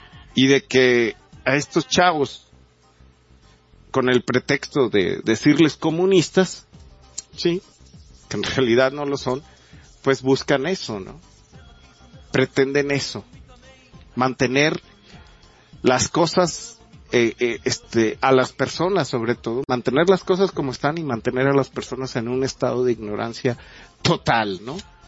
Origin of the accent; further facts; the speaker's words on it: Mexico; muchos de nosotros como mexicanos somos espiados